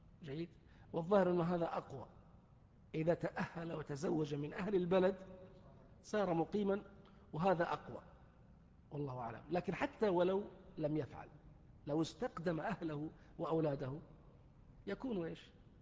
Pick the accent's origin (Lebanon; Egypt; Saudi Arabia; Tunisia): Saudi Arabia; الآن في الشارع في رمضان عندنا في السعودية